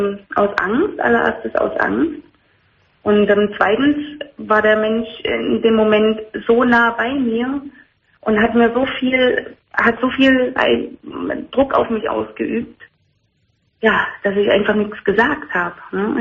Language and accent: German; Thuringia, Germany; born there; Ich komme gebürtig aus Thüringen und habe mir da aber was aufgebaut.